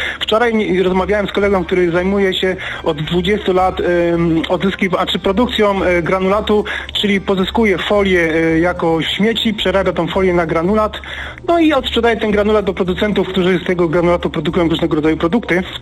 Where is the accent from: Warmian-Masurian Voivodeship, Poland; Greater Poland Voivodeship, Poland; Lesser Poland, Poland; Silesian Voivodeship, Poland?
Silesian Voivodeship, Poland; Mikołów; Ja pochodzę z miejscowości, która się nazywa Mikołów, to jest na Śląsku.